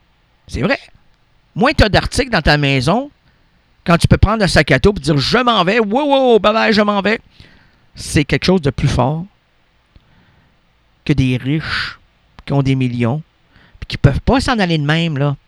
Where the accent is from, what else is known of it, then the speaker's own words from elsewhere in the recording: Quebec, Canada; selon mon numéro d'assurance sociale ou mon passeport, c'est que je suis un Québécois errant, moi, qui n'aime pas la superficialité